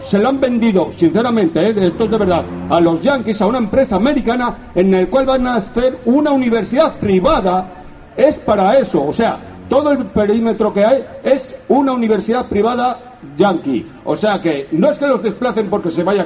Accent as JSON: {"language": "Spanish", "town": "Madrid", "region": "Community of Madrid", "country": "Spain", "said": "Yo soy de ahí, de Carabanchel."}